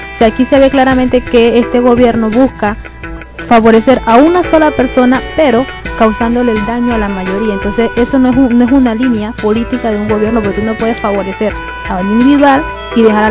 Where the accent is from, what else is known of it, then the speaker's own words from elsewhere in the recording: Panama; Y somos nacionales, somos panameños, y le están entregando nuestros recursos a otras personas.